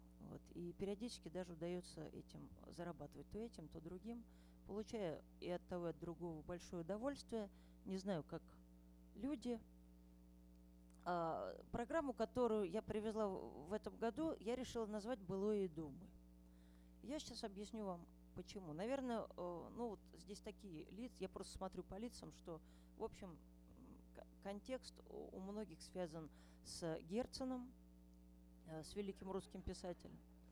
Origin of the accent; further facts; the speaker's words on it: Ryazan, Ryazan Oblast, Russia; я из Рязани.